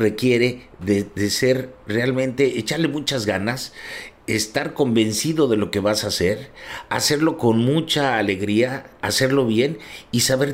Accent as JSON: {"language": "Spanish", "country": "Mexico", "moved": "as an adult", "said": "yo hice un cambio en mi vida cuando me vine a vivir de México para acá"}